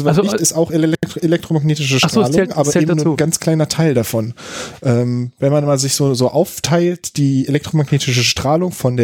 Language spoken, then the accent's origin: German; Berlin, Germany; ich bin aus Berlin.